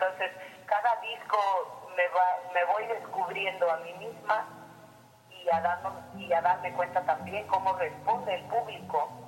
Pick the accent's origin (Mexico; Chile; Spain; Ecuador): Mexico; Oaxaca; born there; also born or lived in United States; me tocó nacer en Oaxaca, mi tierra, pero siempre íbamos y veníamos.